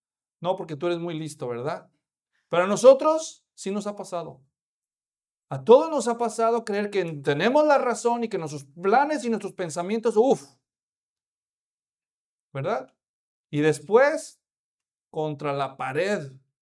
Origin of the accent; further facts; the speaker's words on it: Mexico; Imagínate que vas a un cementerio allá en México, yo soy mexicano